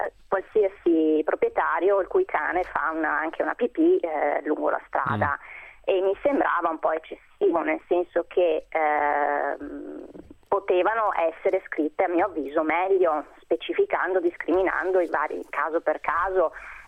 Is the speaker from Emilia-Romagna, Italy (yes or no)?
no; Vicenza, Veneto, Italy; No, io sono di Vicenza città.